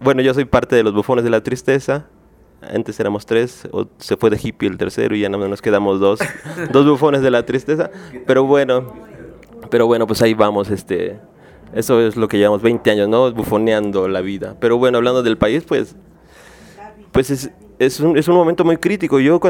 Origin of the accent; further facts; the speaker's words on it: State of Mexico, Mexico; yo soy de Nesa, ¿no? O sea, yo ahí nací, ahí crecí, ahí me hice, ahí aprendí a tocar la guitarra